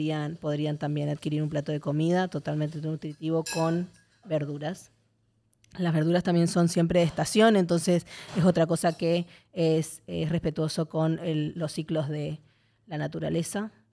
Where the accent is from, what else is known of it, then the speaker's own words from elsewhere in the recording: Argentina; Bueno, yo soy argentina, entonces tengo como ahí una cosa emocional con la olla popular